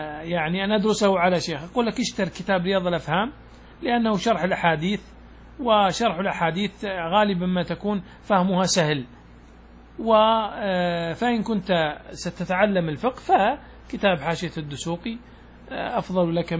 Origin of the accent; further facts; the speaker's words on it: Saudi Arabia; هذا العادة قل أن تسلم بنوع من البهائم يعني من الضأن عندنا في السعودية